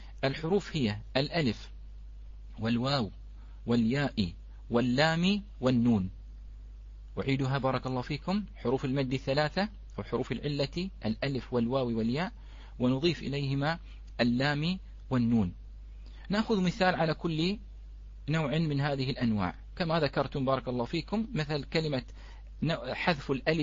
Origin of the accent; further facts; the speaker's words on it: Bahrain; هذه نحن عندنا في البحرين كلمة ليوان